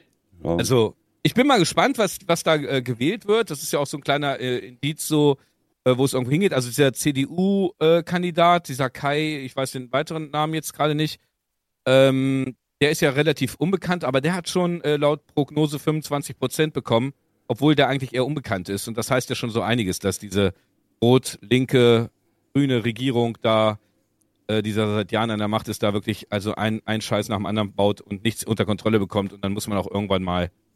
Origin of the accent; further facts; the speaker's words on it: Göttingen, Lower Saxony, Germany; ich komme ja aus Göttingen, da ist halt Upal oben. Also auf jeden Fall, Upal hat eine Einwohnerzahl von 500 Personen.